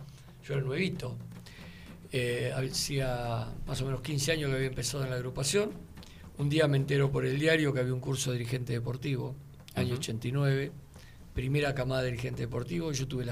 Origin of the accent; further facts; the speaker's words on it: Carhué, Buenos Aires Province, Argentina; Yo soy del interior de la provincia, de un pueblo de oeste de la provincia, Carué.